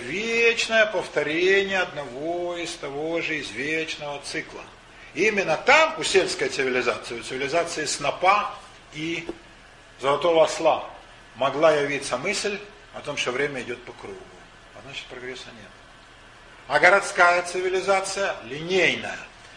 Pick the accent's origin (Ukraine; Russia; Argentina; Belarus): Ukraine; Даже на Украине, откуда я родом, там все-таки деревенский уклад гораздо сильнее